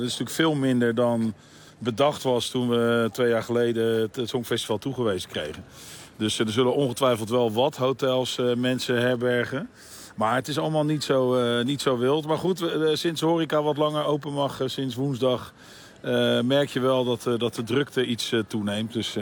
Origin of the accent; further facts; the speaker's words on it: Rotterdam, South Holland, Netherlands; Ja, dat vinden wij in ieder geval als Rotterdammer allemaal heel positief.